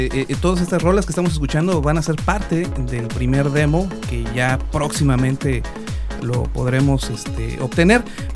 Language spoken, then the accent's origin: Spanish; Tuxtla Gutiérrez, Chiapas, Mexico; a lo mejor los que somos de Tuxtla, pues conocemos a las bandas tuxtlecas